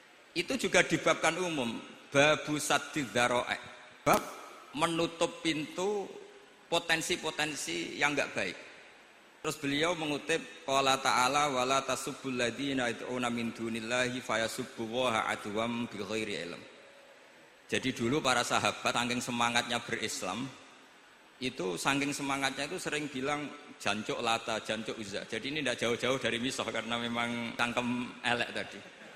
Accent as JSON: {"language": "Indonesian", "region": "Java north coast", "country": "Indonesia", "said": "karena kalau guyon-guyonan itu menang saya ini orang Pantura"}